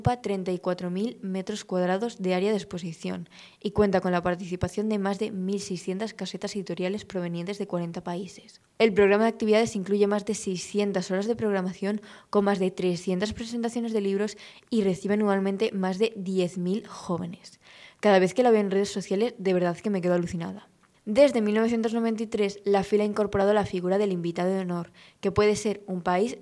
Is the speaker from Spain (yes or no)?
yes; Madrid, Community of Madrid, Spain; pero yo he elegido esta porque soy de Madrid y es a la que voy y a la que le tengo cariño